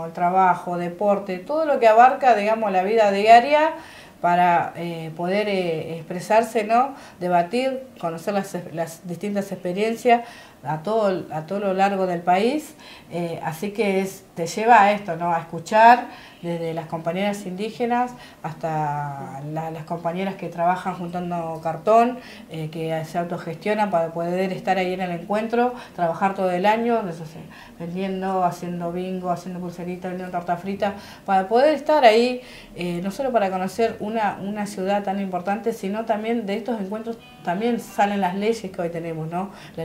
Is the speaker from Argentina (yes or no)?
yes; Buenos Aires, Argentina; nosotros somos de Buenos Aires y por ahí gestionamos más